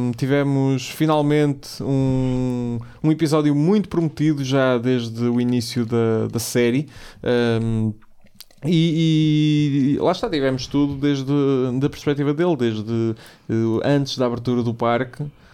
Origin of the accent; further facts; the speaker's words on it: Aveiro, Portugal; Eu sou de Aveiro, porra.